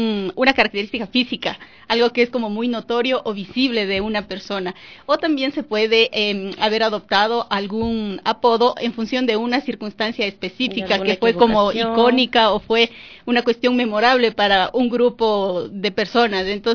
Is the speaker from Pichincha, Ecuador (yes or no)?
no; Guaytacama, Cotopaxi, Ecuador; la gente de Guaitacama nos conocen como los Catiplato.